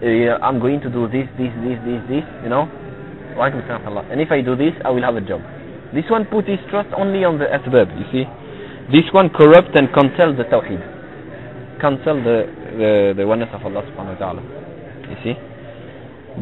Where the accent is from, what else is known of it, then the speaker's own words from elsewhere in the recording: Tunisia; now in France; I'm originally from Tunisia. I'm coming from France.